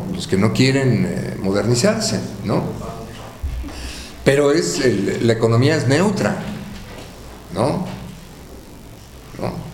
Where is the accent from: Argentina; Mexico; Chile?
Mexico; Perdón, vengo de México, ahí somos muy pochos, ¿no? Hablamos mucho así.